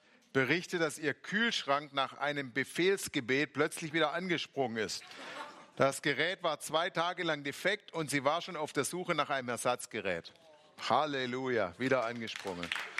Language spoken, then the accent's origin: German; Baden-Württemberg, Germany; Jetzt habe ich wieder als Schwabe ein schwäbisches Wort gelernt.